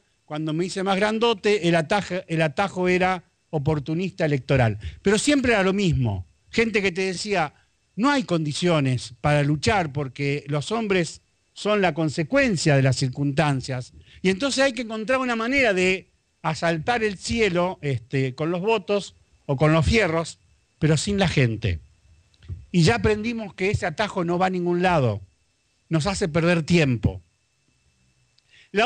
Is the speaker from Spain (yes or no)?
no; Rosario, Santa Fe, Argentina; born there; yo nací en Rosario